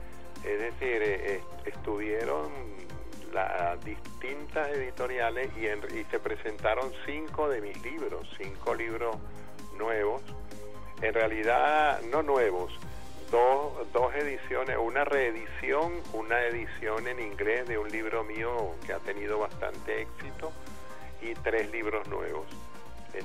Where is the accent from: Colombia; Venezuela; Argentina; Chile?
Venezuela; Caracas, Capital District; now in Valencia, Venezuela; Caracas es mi ciudad natal. Aunque yo viva en Valencia, mis vínculos con Caracas son absolutamente totales, integrales.